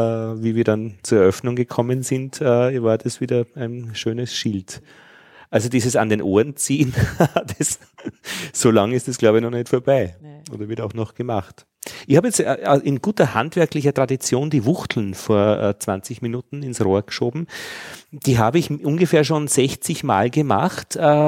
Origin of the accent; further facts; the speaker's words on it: Altheim, Upper Austria, Austria; In Altheim und ich bin in Braunau am Inn zur Schule gegangen.